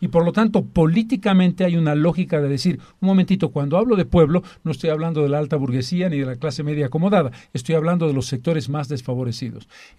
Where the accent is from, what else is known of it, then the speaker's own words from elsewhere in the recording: Bolivia; Los 11 millones de bolivianos somos el pueblo boliviano.